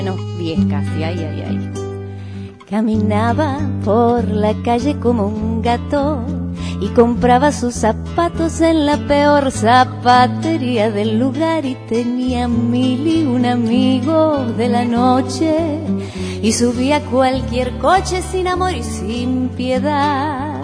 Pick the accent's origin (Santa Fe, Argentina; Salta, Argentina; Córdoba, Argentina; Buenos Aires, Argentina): Buenos Aires, Argentina; born there; Yo nací en Villa Urquiza.